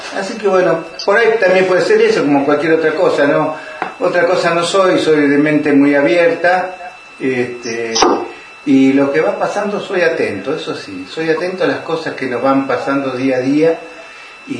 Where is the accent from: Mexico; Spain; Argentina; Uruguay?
Argentina; Rosario, Santa Fe; moved away as an adult; now in Bariloche, Argentina; Yo nací en Rosario en el 52 y estuve en Rosario hasta hace 34 años me vine con la que en ese momento era una pareja mía y nos terminamos casando acá y acá nos quedamos.